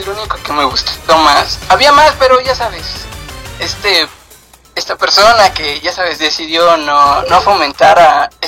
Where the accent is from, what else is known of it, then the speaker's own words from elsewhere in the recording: Valle de Chalco, State of Mexico, Mexico; Un municipio de acá de México, que es Valle de Chalco.